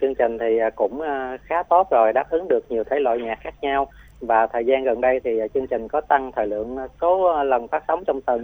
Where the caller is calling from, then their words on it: Vĩnh Long, Vietnam; em gọi đến từ Vĩnh Long á chị